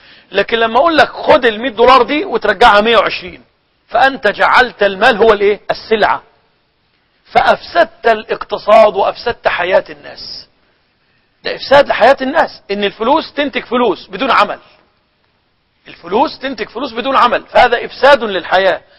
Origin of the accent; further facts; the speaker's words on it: Egypt; هو اللي كان عندنا في مصر يقول عليه اليانصيب